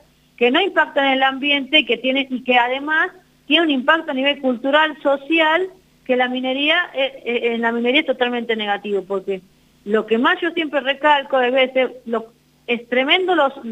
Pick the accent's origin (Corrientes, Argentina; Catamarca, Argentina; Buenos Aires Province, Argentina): Catamarca, Argentina; Pamatanca; Yo soy de Pamatanca, Santa María